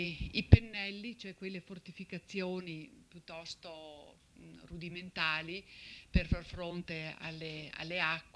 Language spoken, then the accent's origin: Italian; Castagnaro, Veneto, Italy; Qui siamo a Castagnaro, il mio paese di origine